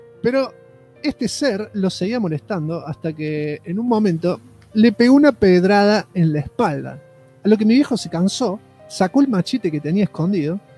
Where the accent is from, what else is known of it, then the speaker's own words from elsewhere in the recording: Salta, Argentina; Ante todo aclaro que soy de Salta.